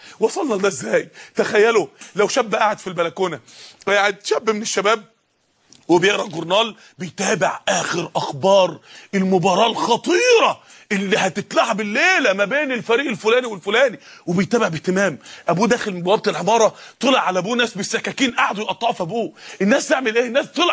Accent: Mansoura, Dakahlia, Egypt; زي السماء لما نزلت الطوب الجليد بتاعها من عدة ايام عندنا في المنصورة

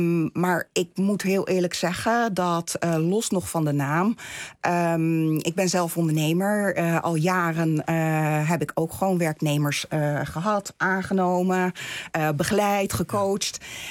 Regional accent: Netherlands; also born or lived in Turkey; Ik ben in Turkije geboren. Ja. Ik ben als kind, 9-jarig, ben ik naar Nederland gekomen. En ik voel me heel erg thuis. Vanaf het begin heb ik me hier thuis gevoeld.

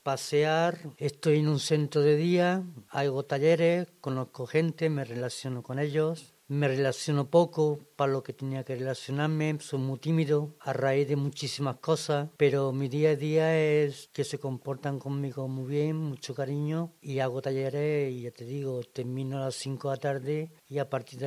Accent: Córdoba, Andalusia, Spain; now in Zaragoza, Spain; Bueno, yo soy de Córdoba, del sur, Córdoba.

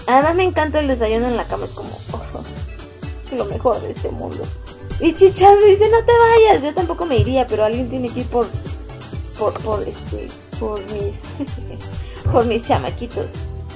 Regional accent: Mexico City, Mexico; Soy de México, de la Ciudad de México, de la Ajusco, en la Ciudad de México.

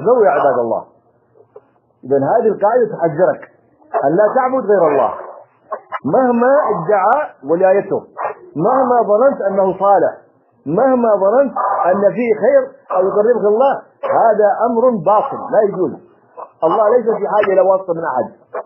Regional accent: Yemen; عندنا في اليمن ما أكثر هذه القبور

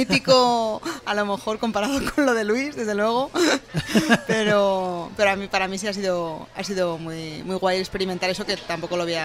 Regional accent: Madrid, Community of Madrid, Spain; yo, aunque soy de Madrid, he vivido muy poco tiempo en Madrid. Estos últimos seis años han sido realmente el tiempo que más he vivido en mi propia ciudad. Y realmente en Malasaña llevo poco, o sea que soy malasañera

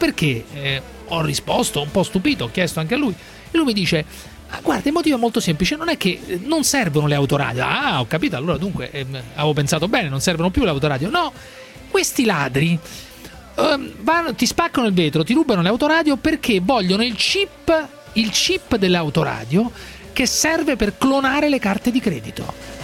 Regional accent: Rome, Lazio, Italy; Io sono di Roma e non sono

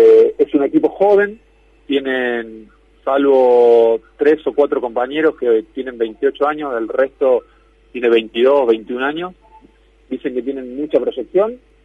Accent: Valle Hermoso, Córdoba, Argentina; En este momento estoy en Valle Hermoso, en mi pueblo acá en Córdoba

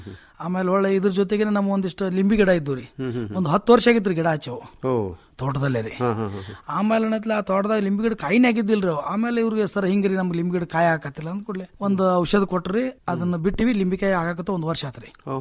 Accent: Babanagar, Karnataka, India; ನಮ್ಮ ಊರು ಬಾಬಾನಗರ, ತಿಕೋಟಾ ತಾಲೂಕು, ವಿಜಯಪುರ ಜಿಲ್ಲೆ ರೀ.

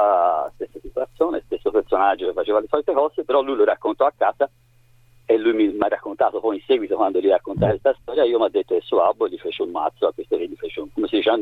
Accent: Florence, Tuscany, Italy; Io sono di Firenze, in età intorno delle medie più o meno, ho iniziato ad andare a una palestra a Firenze

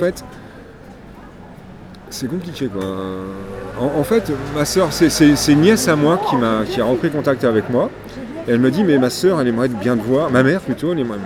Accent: Versailles, Île-de-France, France; Donc je suis resté à Versailles et j'ai grandi à Versailles

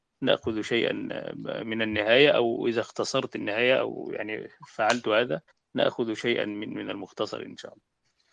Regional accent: Egypt; فهو المعتمد يعني عندنا في مصر، هو الذي عليه الفتوى

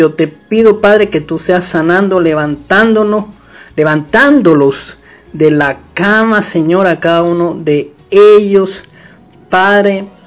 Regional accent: Venezuela; como somos bien venezolanos y le agradecemos al Señor por haber nacido en esta tierra de gracia

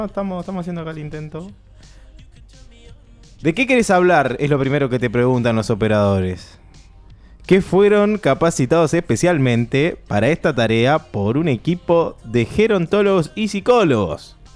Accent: Banfield, Buenos Aires Province, Argentina; Yo soy de Banfield, nacido en Banfield, hincha de Banfield

